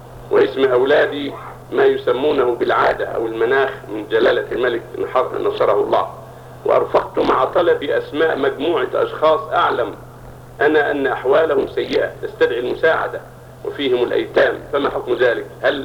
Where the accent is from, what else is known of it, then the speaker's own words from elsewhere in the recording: Yemen; يوجد عندنا في اليمن أناس